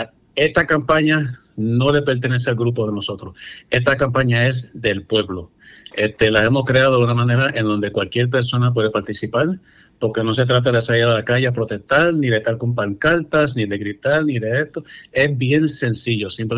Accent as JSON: {"language": "Spanish", "town": "New York City", "region": "New York", "country": "United States", "tie": "born or raised there", "said": "obviamente nacido y criado en la ciudad de Nueva York, soy puertorriqueño"}